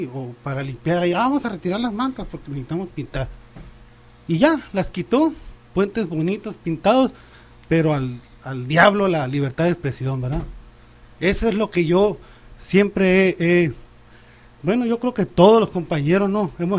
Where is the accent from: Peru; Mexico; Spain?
Mexico; Ciudad Obregón, Sonora; Ellos eran vecinos de mi infancia allá en Ciudad Obregón. Yo soy de Ciudad Obregón.